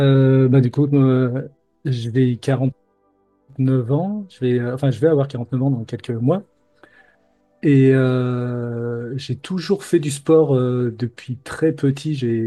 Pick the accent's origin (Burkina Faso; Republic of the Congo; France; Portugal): France; Lyon, Auvergne-Rhône-Alpes; je suis lyonnais de base. J'ai déménagé dans le sud de la France pour des missions d'informatique.